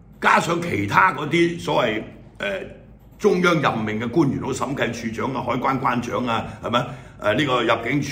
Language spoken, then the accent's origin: Cantonese; Hong Kong; 喺我哋香港人嘅角度就係、是、香港已經被消滅咗啦。